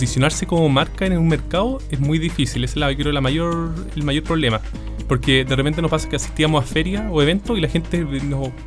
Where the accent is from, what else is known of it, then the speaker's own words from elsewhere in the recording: Santiago, Santiago Metropolitan Region, Chile; now in San Felipe, Chile; Exactamente, yo soy santiaguino